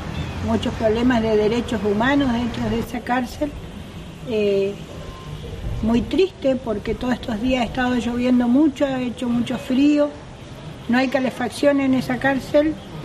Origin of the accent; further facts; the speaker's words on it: Bariloche, Río Negro, Argentina; soy lonco de la comunidad o de la LOC Gualahue en Bariloche. Vengo de Bariloche, nací en Bariloche, en el Nahuel Huapi, que es mi fuerza.